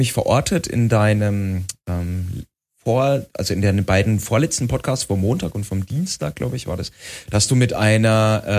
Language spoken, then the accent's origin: German; Bavaria, Germany; Ja, ich als Franke war dann natürlich daneben